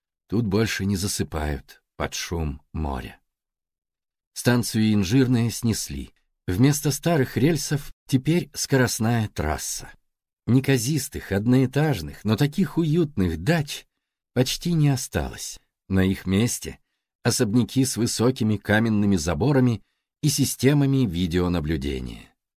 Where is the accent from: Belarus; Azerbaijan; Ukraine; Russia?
Azerbaijan; Baku; moved away as an adult; Мне 39 лет. Я родился и вырос в Баку, в ветреном южном городе, на берегу Каспийского моря. И уже 18 лет живу в северном городе, где нет моря.